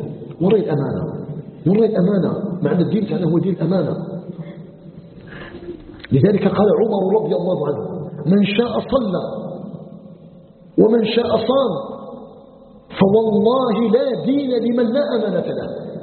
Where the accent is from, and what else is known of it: Algeria